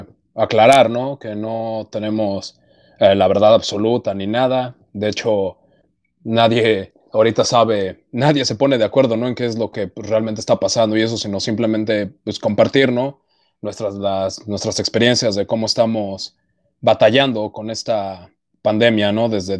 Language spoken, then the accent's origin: Spanish; Mexico City, Mexico; now in San Antonio, United States; actualmente edito el fanzine Rabia Punk, soy mexicano, precisamente del DF, pero me encuentro actualmente viviendo aquí en San Antonio, Texas